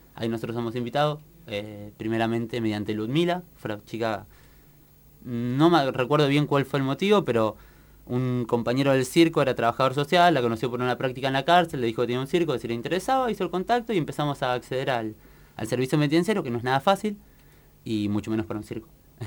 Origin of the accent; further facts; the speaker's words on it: Tierra del Fuego, Argentina; yo soy de Tierra del Fuego particularmente